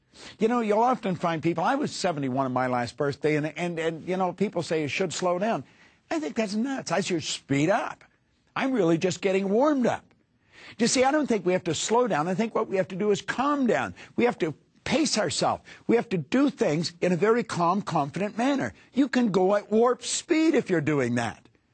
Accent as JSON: {"language": "English", "region": "Ontario", "country": "Canada", "tie": "born or raised there", "said": "I was born and raised in Northern Ontario in Canada."}